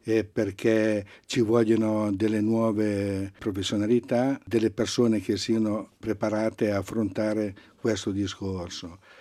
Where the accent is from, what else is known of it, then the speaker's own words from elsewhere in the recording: Lombardy, Italy; now in Biella, Italy; Pur essendo nel biellese, non siamo dei biellesi, in quanto veniamo dalla provincia di Varese.